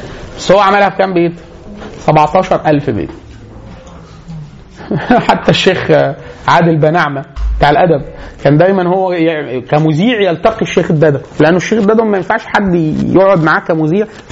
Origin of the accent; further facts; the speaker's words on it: Egypt; وان كان مش مشهور عندنا في مصر او في المشرق عموما